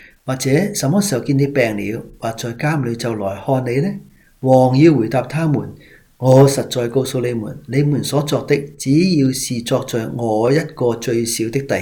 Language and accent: Cantonese; Hong Kong; 我哋香港人咧，成日讲句即系俗语噶嘛。